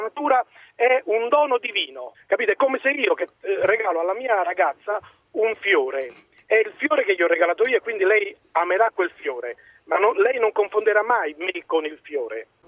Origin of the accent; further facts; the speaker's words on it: Naples, Campania, Italy; Grazie di Dio sono napoletano.